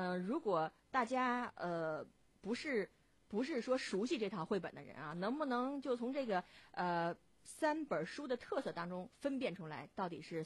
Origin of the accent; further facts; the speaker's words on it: China; 再过几天也就到了我们中国人最传统也是最重要的一个节日春节了。